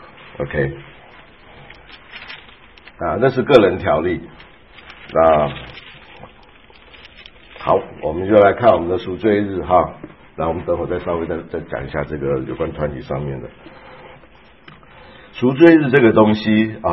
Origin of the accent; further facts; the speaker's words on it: Taiwan; 像我是从台湾来的